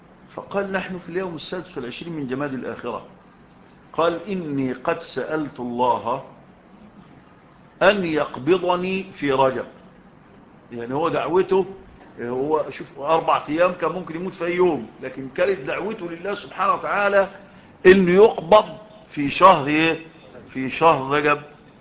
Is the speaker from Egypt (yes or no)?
yes; Egypt; في بلدنا مصر